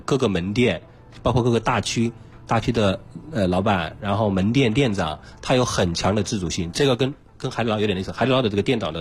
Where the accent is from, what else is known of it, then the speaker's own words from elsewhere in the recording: Chongqing, China; 所以说要说产品呢，因为我重庆人